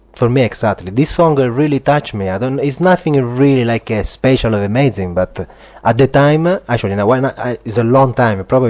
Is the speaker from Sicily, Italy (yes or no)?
yes; Sicily, Italy; English is a second language; I come from Sicily, right? And I come from a little town